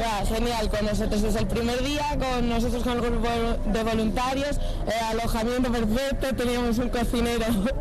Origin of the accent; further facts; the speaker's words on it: Asturias, Spain; tengo familia, porque yo soy de Asturias, así que tengo familia aquí